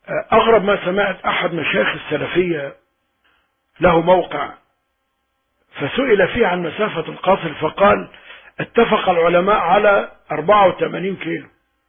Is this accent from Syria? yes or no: no; Iraq; moved away as an adult; نحن خرجنا من العراق بسبب الحرب،